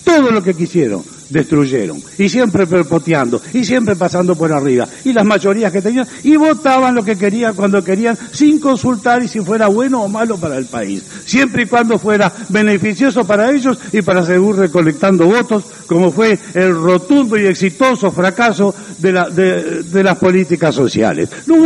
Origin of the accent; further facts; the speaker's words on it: Uruguay; nosotros los uruguayos, como verdaderos uruguayos, no las podemos tolerar.